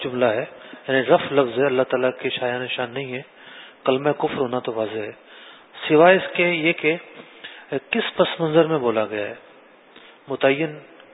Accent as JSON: {"language": "Urdu", "region": "Sindh", "country": "Pakistan", "tie": "born there", "said": "پیدا ضرور ہوں"}